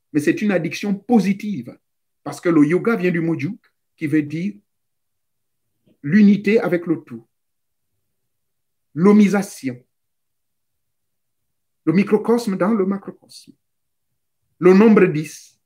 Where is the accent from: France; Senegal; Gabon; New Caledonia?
Gabon; Lambaréné, Moyen-Ogooué; Et j'ai vu certains, chez moi, à l'Ambaréné